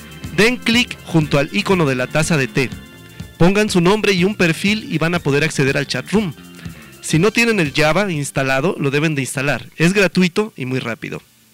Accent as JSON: {"language": "Spanish", "country": "Mexico", "said": "trascendentales para nosotros como mexicanos"}